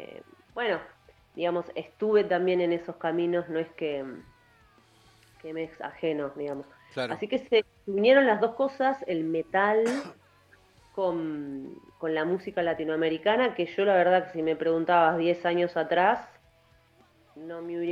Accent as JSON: {"language": "Spanish", "country": "Argentina", "said": "¿qué carajo es el joropo venezolano? Uno dice como argentino."}